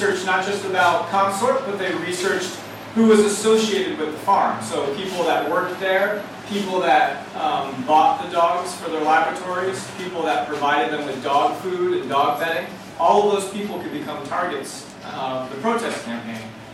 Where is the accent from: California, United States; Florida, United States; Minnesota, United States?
California, United States; San Francisco; I'm from San Francisco, California, the west coast of the United States.